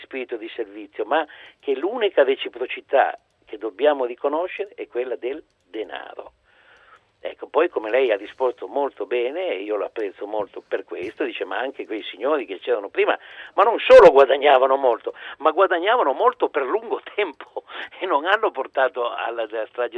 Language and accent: Italian; Turin, Piedmont, Italy; io poi sono torinese, insomma, me lo ricordo